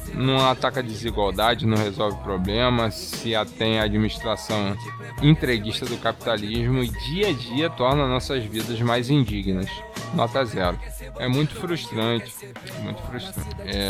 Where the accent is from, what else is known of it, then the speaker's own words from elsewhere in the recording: Niterói, Rio de Janeiro, Brazil; manter você conterrâneo ligado nos Paranauê da Cidade Sorriso da Boca Desdentada